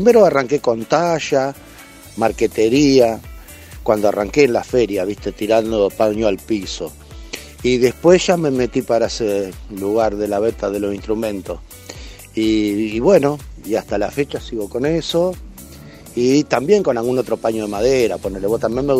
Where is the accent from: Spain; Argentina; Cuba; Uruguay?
Uruguay; moved away; hace unos 20 años más o menos que estoy acá, porque antes yo soy uruguayo, vivía en Uruguay